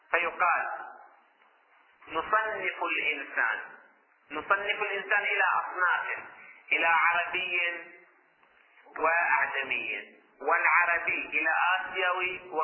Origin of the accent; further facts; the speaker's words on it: Hejaz, Saudi Arabia; نذكر الأسماء اللي عندنا في الحجاز